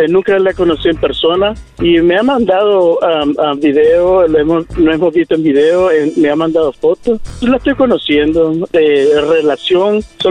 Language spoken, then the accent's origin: Spanish; Nicaragua; También soy de Nicaragua.